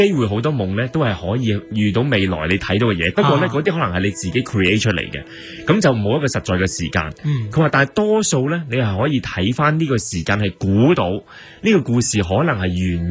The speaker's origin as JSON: {"language": "Cantonese", "country": "China", "said": "同我哋中国人可能有少少唔同咧"}